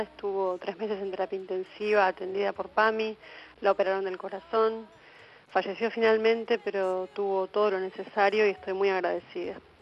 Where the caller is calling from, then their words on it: Floresta, Buenos Aires, Argentina; de Floresta